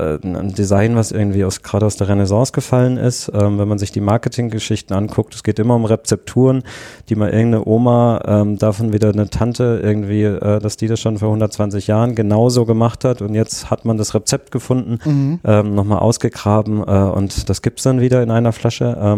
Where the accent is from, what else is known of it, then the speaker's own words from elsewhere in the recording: Southwest Germany, Germany; ich komme ursprünglich aus Südwestdeutschland